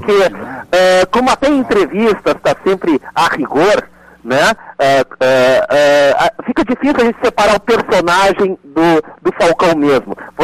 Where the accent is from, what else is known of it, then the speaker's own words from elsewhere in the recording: Porto Alegre, Rio Grande do Sul, Brazil; also born or lived in Piauí; Apesar do meu sotaque, eu nasci no Piauí. A maior parte da minha vida eu passei aqui em Porto Alegre, né?